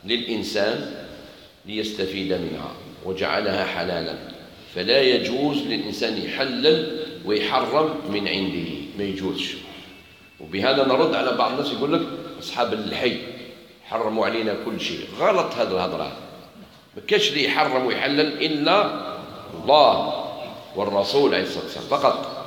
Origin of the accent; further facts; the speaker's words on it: Algeria; فاكهة ماهيش موجودة في بلادنا الجزائر ما تعرفهاش